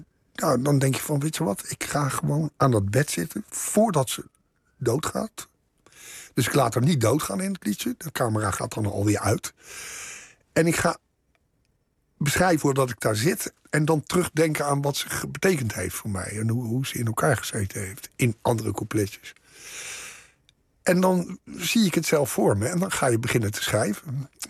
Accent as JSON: {"language": "Dutch", "town": "The Hague", "region": "South Holland", "country": "Netherlands", "tie": "born or raised there", "said": "Ik ben geboren in de Schilderswijk. Maar op mijn tweede ben ik verhuisd naar Moerwijk."}